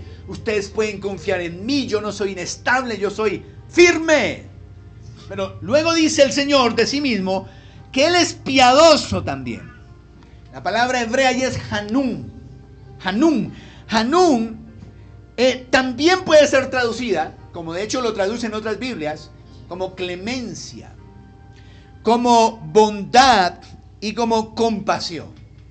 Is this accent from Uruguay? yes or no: no; Colombia; Como yo soy colombiano, digo emet.